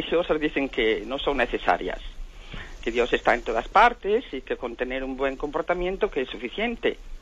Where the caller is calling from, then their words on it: Ourense, Galicia, Spain; de Orense y le llamo con mucha pena por mis hijos